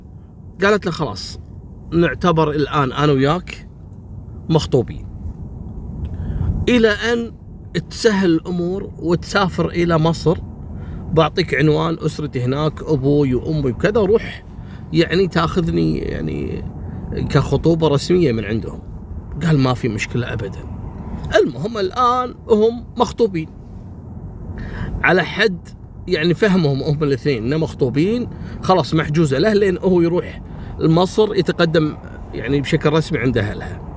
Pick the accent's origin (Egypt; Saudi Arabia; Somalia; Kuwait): Kuwait